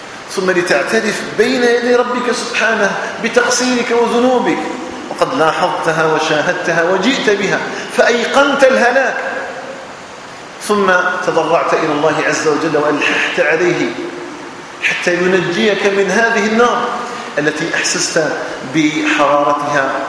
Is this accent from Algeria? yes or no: yes; Algeria; اللهم اجعل بلدنا الجزائر آمنا مطمئنا وسائر بلاد